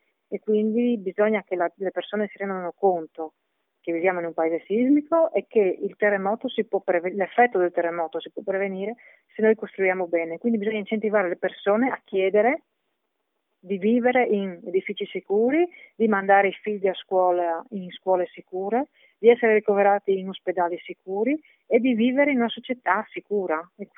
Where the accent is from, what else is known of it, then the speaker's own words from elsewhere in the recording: Friuli-Venezia Giulia, Italy; Noi come friulani viviamo in un territorio sismico